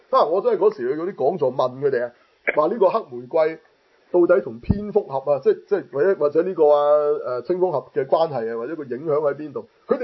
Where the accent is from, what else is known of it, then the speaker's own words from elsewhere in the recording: Hong Kong; 身為香港人係，簡直係